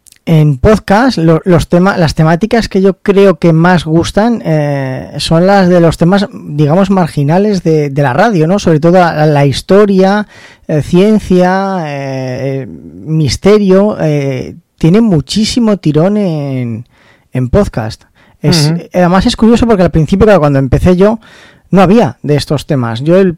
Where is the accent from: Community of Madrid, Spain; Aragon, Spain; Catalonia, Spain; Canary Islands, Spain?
Aragon, Spain; Zaragoza; que es de aquí de Zaragoza, de donde soy yo